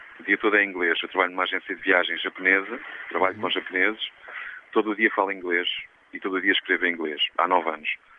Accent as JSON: {"language": "Portuguese", "country": "Portugal", "said": "eu venho de Portugal, apesar de cantar em inglês e com sotaque jamaicano, eu sou português."}